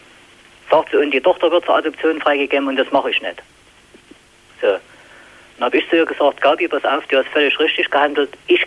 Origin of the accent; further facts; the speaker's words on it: Chemnitz, Saxony, Germany; dass es im Chemnitz zum Beispiel, wo ich herstamme, keine Konservendose Fisch zu kaufen gibt.